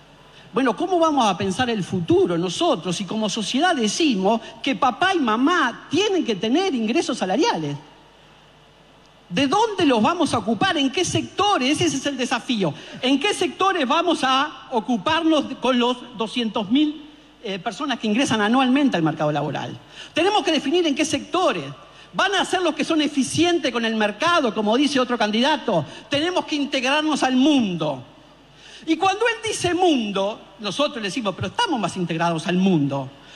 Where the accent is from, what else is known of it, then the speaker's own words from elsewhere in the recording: Argentina; Tenemos que ser capaces, como pueblo argentino